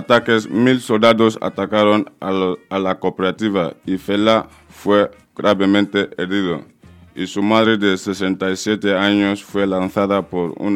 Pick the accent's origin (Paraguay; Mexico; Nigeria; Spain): Nigeria; vengo de Nigeria, en el país donde nació un gran cantante llamado